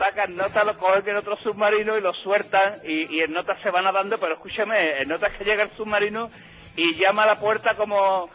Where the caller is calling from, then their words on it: Seville, Andalusia, Spain; De Sevilla.